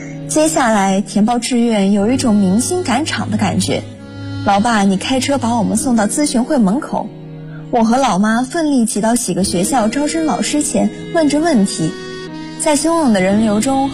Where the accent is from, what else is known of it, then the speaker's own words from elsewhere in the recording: Changsha, Hunan, China; now in Nanjing, China; 来自湖南长沙，我在南京大学，距离我的家乡883公里，